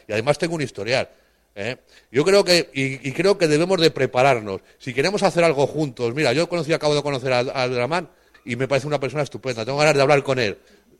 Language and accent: Spanish; Spain; Y mira, yo soy español, ¿vale? Como tú.